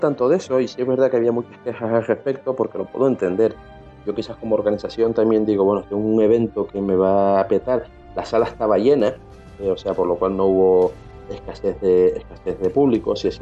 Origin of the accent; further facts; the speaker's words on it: Canary Islands, Spain; yo que vengo de Canarias para cubrir radio entrevistas